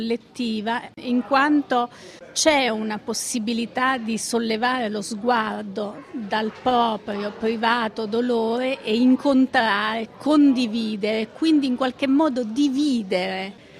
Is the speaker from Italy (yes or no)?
yes; Abruzzo, Italy; essendo abruzzese, l'ho vissuto, se non proprio sul campo, da molto vicino